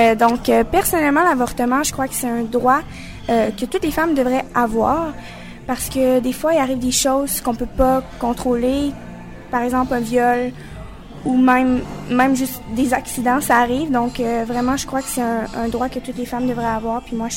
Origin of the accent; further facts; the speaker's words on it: Quebec, Canada; je suis née au Québec, donc je suis vraiment influencée. J'ai vécu toute ma vie ici